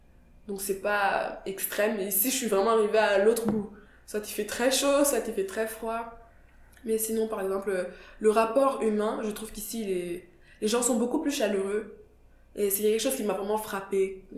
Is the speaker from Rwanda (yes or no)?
yes; Kigali, Rwanda; je viens de Kigali, qui est une ville très petite, vraiment très petite, où tout le monde se connaît